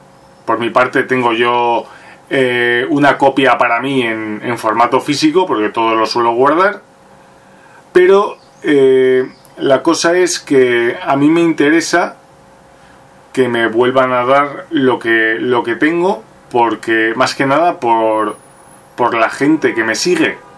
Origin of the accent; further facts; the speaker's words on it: Burgos, Castile and León, Spain; La primera es quedarte aquí en Burgos muriéndote de asco, o marcharte a Madrid